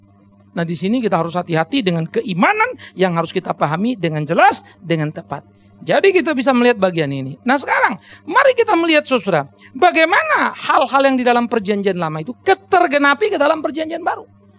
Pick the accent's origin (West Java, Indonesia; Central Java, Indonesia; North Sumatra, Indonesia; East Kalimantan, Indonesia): North Sumatra, Indonesia; Pematangsiantar; Coba berani-berani lewat di Siantar kampung saya, habis itu hilang.